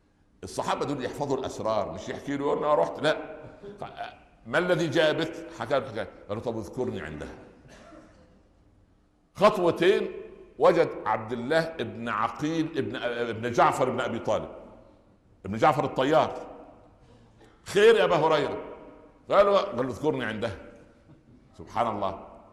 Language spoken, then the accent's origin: Arabic; Upper Egypt, Egypt; جاء زيارة للقاهرة، احنا من الصعيد